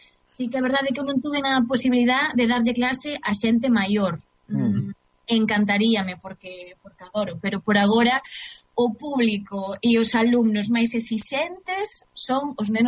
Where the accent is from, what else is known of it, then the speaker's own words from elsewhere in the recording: Galicia, Spain; para min é un placer sempre traballar no meu idioma, na miña terra, con xente de aquí.